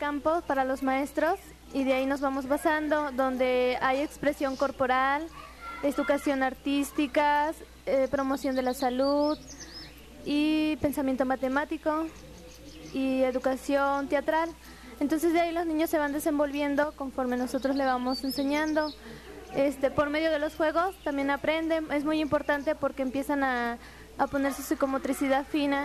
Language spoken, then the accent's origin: Spanish; Teocelo, Veracruz, Mexico; yo soy de Teocelo y llegué aquí a esta comunidad, a la Alameda